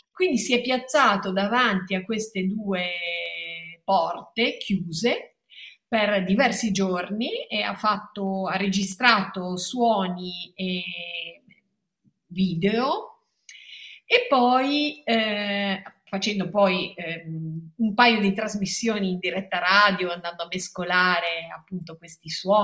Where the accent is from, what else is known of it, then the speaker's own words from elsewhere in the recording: Loano, Liguria, Italy; also born or lived in Genoa; io sono cresciuta a Loano, ho vissuto lì fino ai 19 anni, 18-19 anni, quando sono poi andata a Genova all'università, quindi sono molto legata anche a Loano.